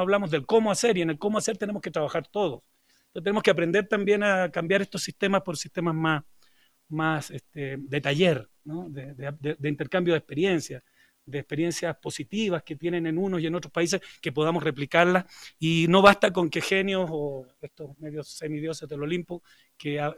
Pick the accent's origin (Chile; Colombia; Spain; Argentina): Chile; Bueno, yo vengo de Chile, y Chile está muy mal.